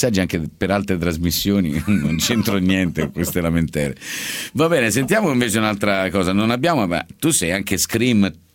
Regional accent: Reggio Calabria, Calabria, Italy; visto che io sono reggino di origine.

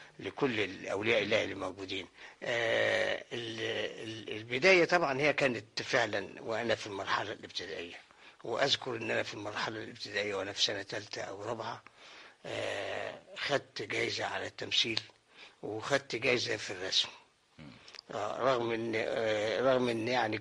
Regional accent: Cairo, Cairo Governorate, Egypt; من مواليد القاهره ومن حي باب الشعريه، والحي ده ليه دخل كبير جدا في تكويني، حتى في تكوين الفن يعني، لانه يعني عاوز اقول انه حي شعبي

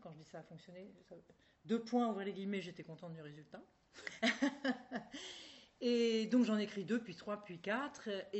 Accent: Dieppe, Normandy, France; Je suis normande, donc je viens du même pays que Maupassant. On était même voisins, puisque je suis originaire de Dieppe

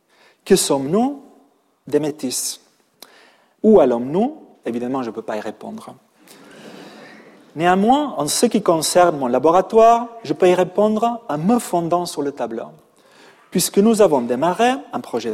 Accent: Catalonia, Spain; French is a second language; now in Paris, France

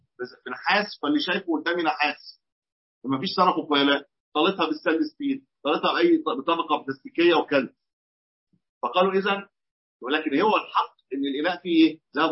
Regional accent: Egypt; في بعض الاطقم الصالونات اللي موجوده في البيوت عندنا في مصر بتبقى مطليه

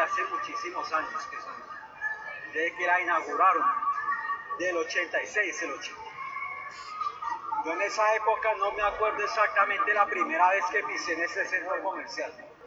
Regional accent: Bogotá, Colombia; acá en la capital de la República, en Bogotá, pues ahí donde yo nací.

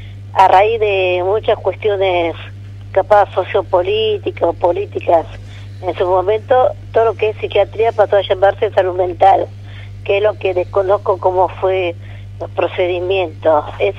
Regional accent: José León Suárez, Buenos Aires Province, Argentina; born there; now in Los Toldos, Argentina; no vivo acá en Los Toldos. Yo soy nacida en el Gran Buenos Aires, José Ron Suárez

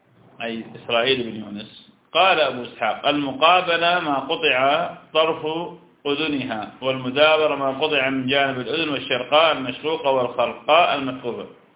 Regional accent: Iraq; أنا عراقي وأنت شام

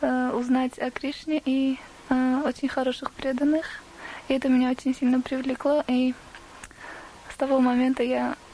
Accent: Armenia; now in Watford, United Kingdom; я ученица Шрила Рикеша Свами в Швишнупад, сама армянка, и живу в Бхактивиданта Мэнори уже 2 года.

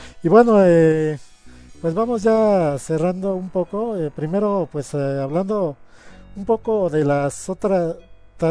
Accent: Mexico; yo en ese entonces tuve mi etapa de comprar la Club Nintendo, como muchos mexicanos.

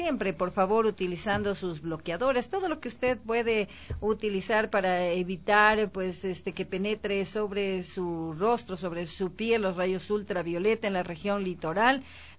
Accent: Ecuador; aquí en nuestro país tenemos mucha libertad para hacerlo, pero eso exige que como ecuatorianos debemos tener mucha responsabilidad

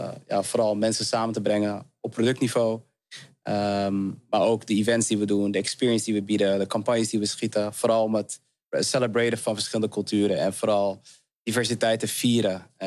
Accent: Heemskerk, North Holland, Netherlands; Super Surinaams huis, kom af. Met heel veel liefde en warmte opgegroeid en opgevoed in een super wit dorpje, Heemskerk.

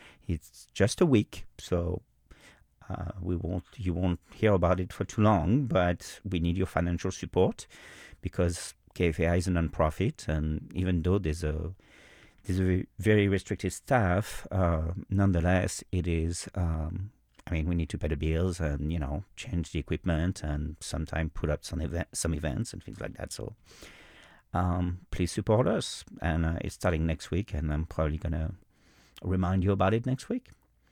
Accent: Paris, Île-de-France, France; I grew up in Paris, but the countryside to me is not necessarily the most the most appealing.

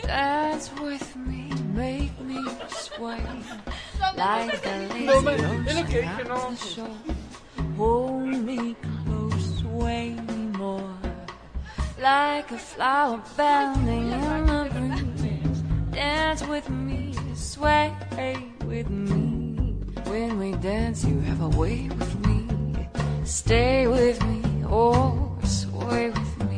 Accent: Puebla, Mexico; yo soy poblana

